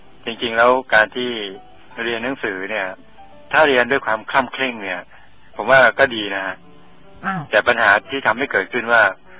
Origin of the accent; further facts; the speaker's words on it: Sukhothai, Thailand; ครับผมก็พอดีกลับไปสุโขทัยก็ถือว่าได้ทำหน้าที่การจะเรียกเลยว่าอันนึงก็ว่าเป็นแผ่นดินเกิด